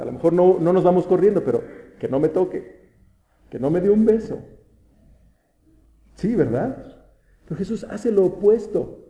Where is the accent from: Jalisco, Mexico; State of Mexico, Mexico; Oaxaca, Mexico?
State of Mexico, Mexico; Toluca; somos de Toluca, somos así los tolucos.